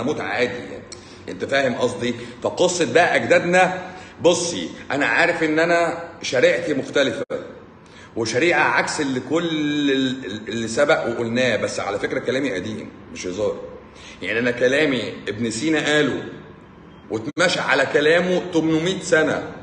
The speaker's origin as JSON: {"language": "Arabic", "country": "Egypt", "said": "من عندنا في مصر"}